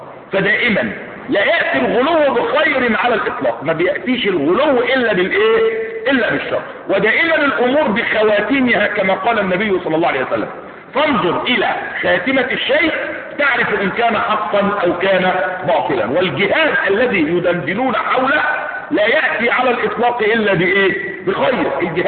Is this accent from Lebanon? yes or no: no; Egypt; انظروا في بلادنا مصر على سبيل المثال